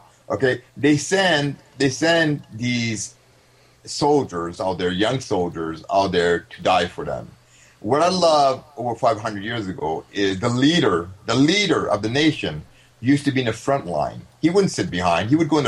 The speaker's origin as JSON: {"language": "English", "country": "Canada", "said": "I hate to say this, I'm sorry, but I'm Canadian."}